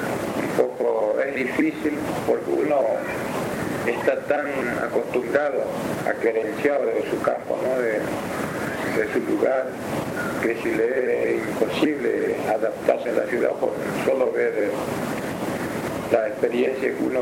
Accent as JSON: {"language": "Spanish", "country": "Argentina", "said": "Pero yo estando acá en cualquier punto de Argentina tengo derecho a ir, porque es mi tierra."}